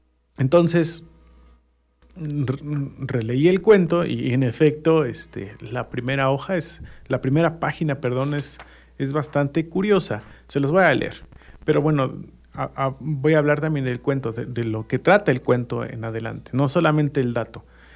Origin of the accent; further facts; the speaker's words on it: Mexico; un cierto sabor en el imaginario colectivo como mexicanos, ¿no?